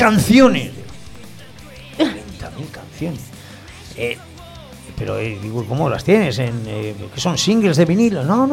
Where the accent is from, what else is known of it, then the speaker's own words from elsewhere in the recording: Catalonia, Spain; Ya no es el tema de que seamos chagarras porque somos catalanes ni